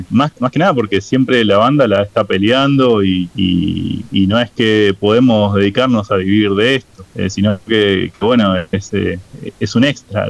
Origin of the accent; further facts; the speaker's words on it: Burzaco, Buenos Aires Province, Argentina; somos de Bursaco, se forma en Bursaco la banda, la mayoría somos de acá de Bursaco